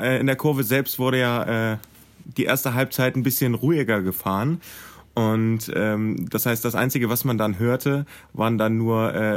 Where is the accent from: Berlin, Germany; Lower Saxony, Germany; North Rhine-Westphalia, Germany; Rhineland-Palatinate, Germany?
Lower Saxony, Germany; Wolfsburg; also born or lived in Helmstedt; ich fühle mich hier zu Hause. Ich komme zwar gebürtig so aus Helmstedt, also Landkreis Helmstedt, aber ich war halt immer hier. Ich bin hier auf die Schule gegangen und ich hatte halt auch einfach den heimischen Bezug zu Wolfsburg